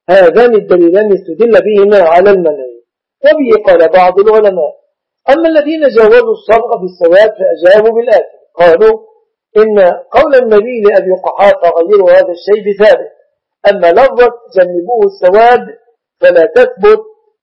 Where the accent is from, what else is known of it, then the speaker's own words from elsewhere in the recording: Egypt; ويعيد الدروس للمسلمين في بلادنا مصر وفي غيرها من البلاد المسلمة